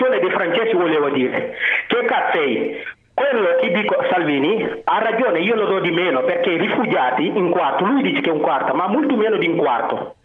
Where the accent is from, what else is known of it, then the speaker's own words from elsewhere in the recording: Senegal; Italian is a second language; now in Turin, Italy; Io vengo dall'Africa, io sono senegalese